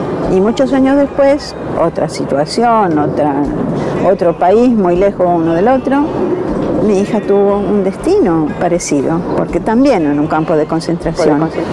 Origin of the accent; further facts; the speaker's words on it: Italy; now in Argentina; Yo soy una italiana, soy una judía italiana. Me salvé de la Shoah gracias a que mi familia se refugió en la Argentina en marzo